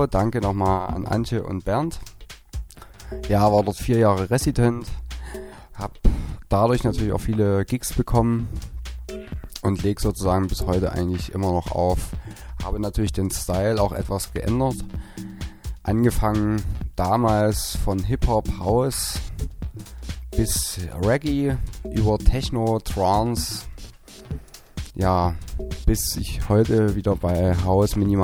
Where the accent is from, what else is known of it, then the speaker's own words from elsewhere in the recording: Germany; Also da, wo ich herkomme, das ist weit, weit im östlichsten Ostzipfel von der Bundesrepublik.